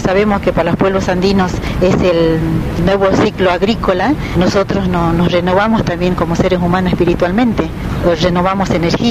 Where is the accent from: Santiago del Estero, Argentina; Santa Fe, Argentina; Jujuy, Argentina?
Jujuy, Argentina; now in Mar del Plata, Argentina; soy de acá, de Jujuy, de la zona del Ramal, o sea, mi etnia sería la etnia Baguaraní. Hace 10 años que estoy viviendo en la ciudad de Mar del Plata